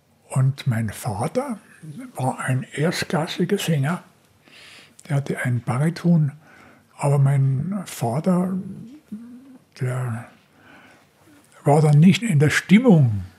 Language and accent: German; Munich, Bavaria, Germany; born there; 1935 bin ich in der Schraudolfstraße geboren worden. Hier direkt im Herzen Schwabings.